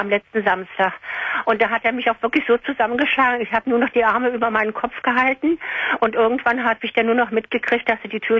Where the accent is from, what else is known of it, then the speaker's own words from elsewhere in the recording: Berlin, Germany; weil ich bin ja eigentlich Berlinerin.